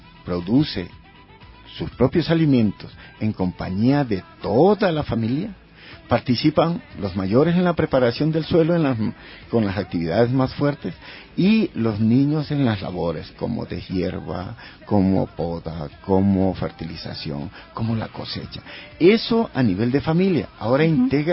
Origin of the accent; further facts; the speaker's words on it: Esmeraldas, Ecuador; Yo soy de Esmeraldas y allá, si tú puedes ir a ver, tenemos nuestros huertos orgánicos.